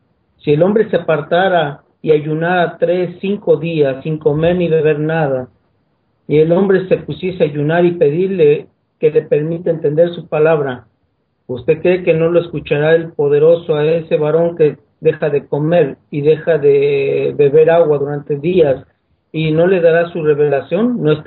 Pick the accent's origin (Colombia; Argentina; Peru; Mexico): Mexico; Yo ahorita estoy en Paraguay, pero yo soy de México.